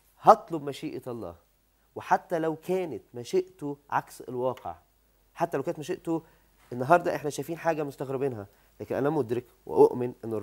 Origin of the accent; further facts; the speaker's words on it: Egypt; إن أنا إنسان مصري بشري